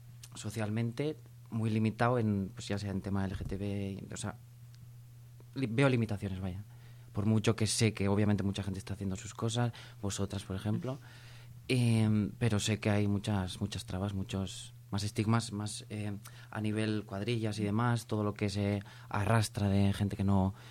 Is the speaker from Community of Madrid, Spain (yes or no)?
no; Errenteria, Basque Country, Spain; Soy una chica de Orereta.